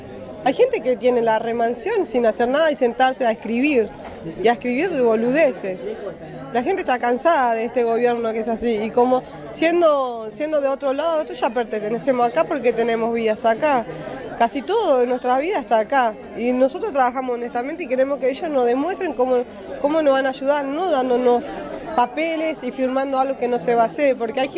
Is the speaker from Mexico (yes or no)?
no; Paraguay; now in Argentina; Nosotros somos paraguayos y somos gente que trabajamos día a día.